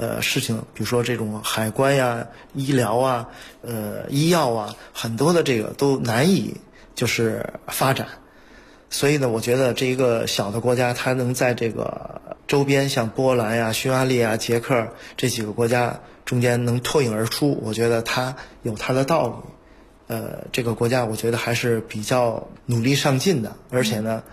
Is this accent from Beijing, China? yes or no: yes; Beijing, China; moved away as an adult; now in Slovakia; 作为一个北京人